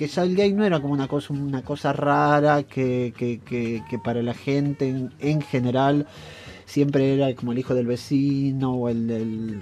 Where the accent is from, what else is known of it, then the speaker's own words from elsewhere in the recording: Argentina; Yo fui invitado a ese festival como maestro argentino.